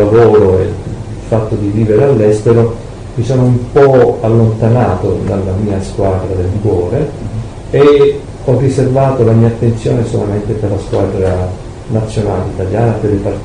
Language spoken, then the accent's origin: Italian; Sicily, Italy; Guangzhou è il sud della Cina e io vengo dalla Sicilia, che è il sud dell'Italia